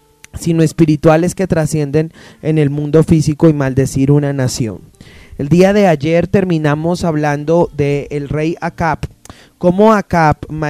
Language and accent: Spanish; Colombia; Y en nuestro caso, como colombianos